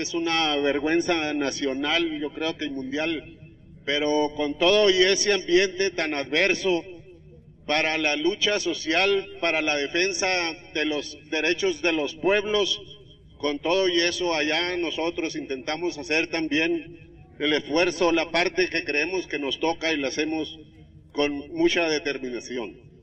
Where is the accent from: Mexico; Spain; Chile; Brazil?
Mexico; Chihuahua; no es muy satisfactorio decir que venimos de Chihuahua, un estado donde la muerte campea